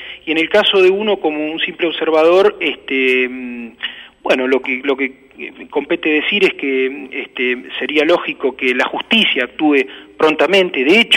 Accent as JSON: {"language": "Spanish", "town": "Loma Negra", "region": "Buenos Aires Province", "country": "Argentina", "tie": "born or raised there", "said": "yo soy nacido y criado en Loma Negra, viví 22 años"}